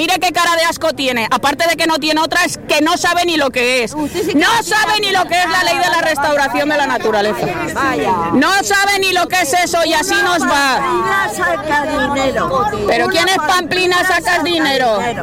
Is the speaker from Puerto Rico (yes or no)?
no; Valencia, Valencian Community, Spain; ha empezado en Valencia, en mi tierra